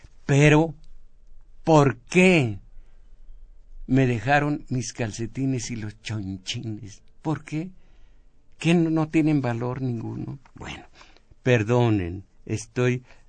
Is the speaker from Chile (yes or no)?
no; Mexico; porque somos mexicanos, estamos en México.